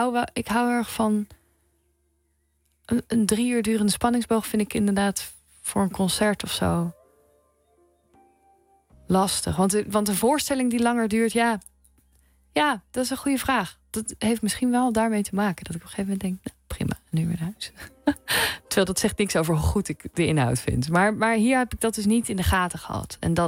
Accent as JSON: {"language": "Dutch", "region": "South Holland", "country": "Netherlands", "tie": "born or raised there", "accent": "Hollands", "said": "Omdat ik ben opgegroeid in Zuid-Holland. Nou, dus wel met een accent."}